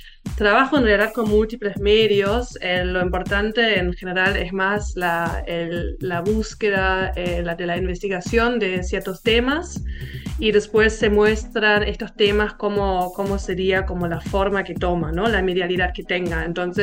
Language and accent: Spanish; Berlin, Germany; Spanish is a second language; yo soy de Berlín, nací en Berlín Oriental y estudié en la Universidad de las Artes en Berlín